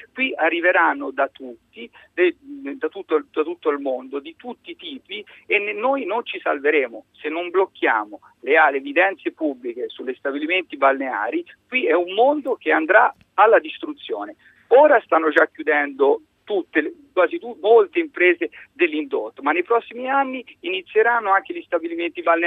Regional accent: Tuscany, Italy; Io le parlo da toscano, che in Toscana, in Viareggio, in Versilia, ma in Toscana in generale abbiamo ogni tipo di offerta.

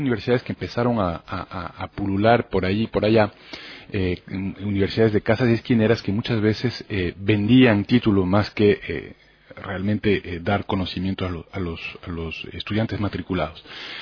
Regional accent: France; moved away as an adult; also born or lived in London; Si bien nací y crecí en Francia, muy joven me fui a Londres, hice estudios universitarios allá

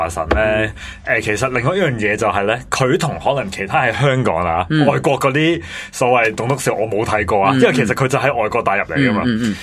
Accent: South China, China; 我哋身为一个南方人

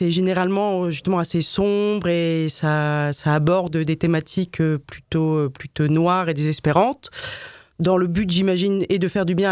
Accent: Paris, Île-de-France, France; also born or lived in Madrid; j'ai habité quelques années à Madrid. Donc je suis une vraie parisienne, il faut le dire.

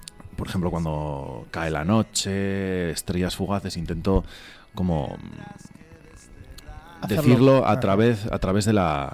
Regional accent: Gijón, Asturias, Spain; Yo soy asturiano, soy de Gijón, y Asturias está bastante... tiene una situación bastante delicada y cada vez va a más.

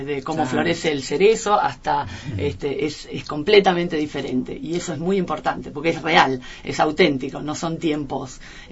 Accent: Buenos Aires, Argentina; born there; now in El Bolsón, Argentina; nací en la ciudad, soy porteña, como quien dice, pero hace 20 años que vivo en Bolsón, y conozco Bolsón de toda mi vida, en la panza de mi mamá.

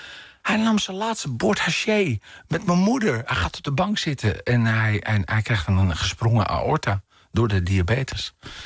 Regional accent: Amsterdam, North Holland, Netherlands; als ik terugdenk aan de tijd in Amsterdam-Noord en Floradorp, waar ik ben opgegroeid

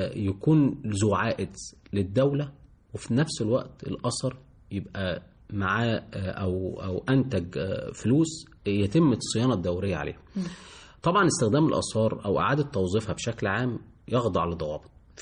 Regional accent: Egypt; احنا كمصريين او بقينا يعني شبه مدرسة مصرية خالصة في عمليات الترميم

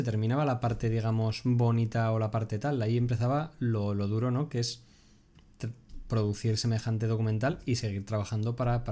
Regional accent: Muxía, Galicia, Spain; Yo, en mi caso, soy de Muxía.

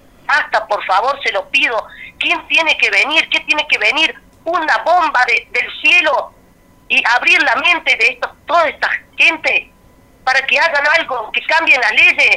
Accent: Río Ceballos, Córdoba, Argentina; Mira, yo no vivo en San Cipuede, yo soy de Río Ceballos.

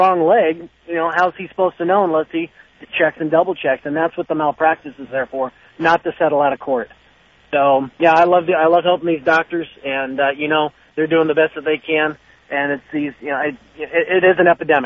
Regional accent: Seattle, Washington, United States; Well, I'm from Seattle. I mean, look who runs our state.

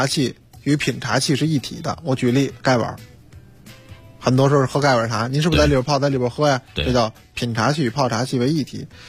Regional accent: Beijing, China; 我是那个96年出生啊，我是这个北京人

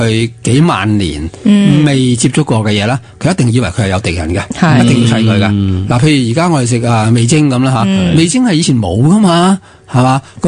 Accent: China; 因为我哋中国人唔知点解啦

